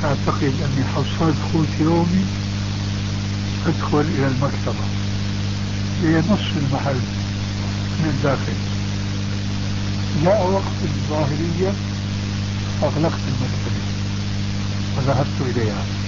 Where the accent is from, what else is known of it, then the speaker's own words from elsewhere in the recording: Syria; وبلغت سيرة أيضا يقولون عندنا في الشام